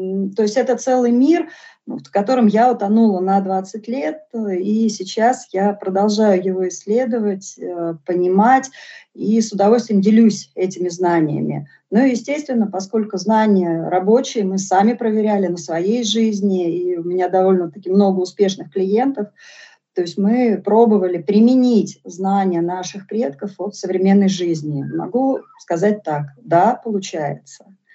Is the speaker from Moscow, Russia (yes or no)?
yes; Moscow, Russia; born there; я вообще родилась в Москве